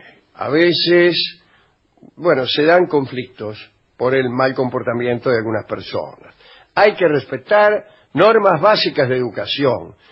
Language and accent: Spanish; Argentina; A mí, como mujer argentina